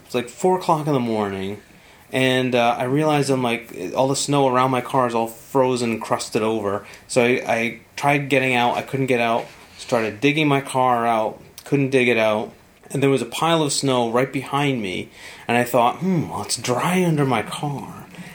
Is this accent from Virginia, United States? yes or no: no; Colorado, United States; Growing up in Colorado, I'd rather run in snow than rain.